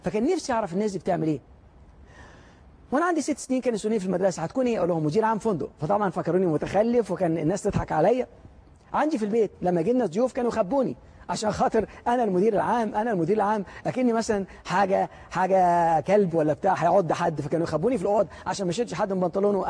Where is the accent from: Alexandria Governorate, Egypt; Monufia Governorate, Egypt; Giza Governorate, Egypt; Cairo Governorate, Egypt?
Alexandria Governorate, Egypt; Alexandria; عندنا في منطقه في اسكندريه اللي انا كنت عايش فيها، اتولدت فيها في اسكندريه،